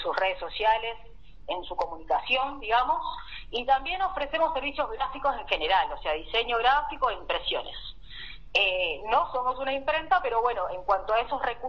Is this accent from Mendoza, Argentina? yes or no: no; Buenos Aires, Argentina; moved away; vengo de Buenos Aires. Hace 2 años estoy por acá en el Valle